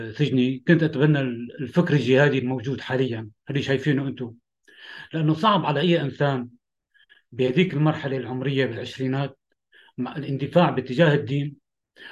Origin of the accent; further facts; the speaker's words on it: Damascus, Damascus Governorate, Syria; أنا من سوريا، من دمشق، سجنت فترة طويلة